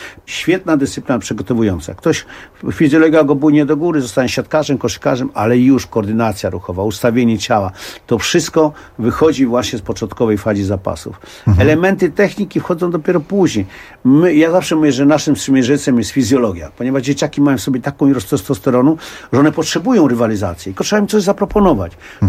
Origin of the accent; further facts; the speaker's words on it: Warsaw, Masovian Voivodeship, Poland; bo ja się urodziłem na Powiślu, wychowywałem się na Powiślu, no i tam właśnie też zacząłem ćwiczyć zapasy.